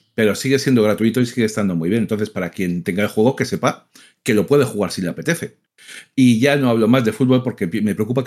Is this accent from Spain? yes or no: yes; Spain; Yo juego con España porque soy español, porque llevo viendo a España toda la vida